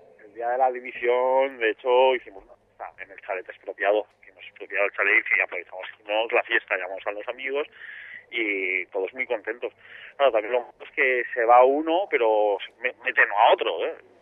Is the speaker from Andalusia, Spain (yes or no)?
no; Jávea, Valencian Community, Spain; En mi pueblo, yo soy de Xavia